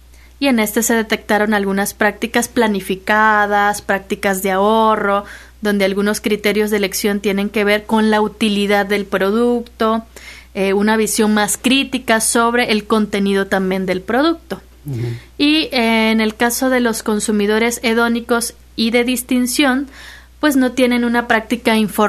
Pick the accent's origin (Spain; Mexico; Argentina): Mexico; Minatitlán, Veracruz; Yo soy de Minatitlán, entonces una parte que justifica, pues, el estudio es también la preocupación del estado del medio ambiente.